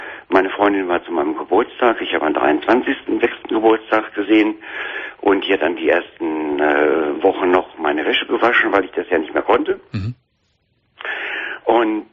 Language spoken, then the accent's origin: German; Duisburg, North Rhine-Westphalia, Germany; ich habe hier in Nordrhein-Westfalen, ich komme aus Duisburg, eine Wohnung vermittelt bekommen in einem Wohnkomplex, wo sehr viele Menschen wohnen.